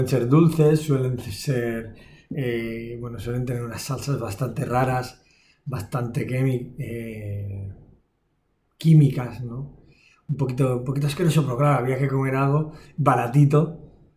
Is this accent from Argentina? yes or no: no; Barcelona, Catalonia, Spain; Vengo de Barcelona, estamos acostumbrados a cenar tarde, a las 9, a las 10.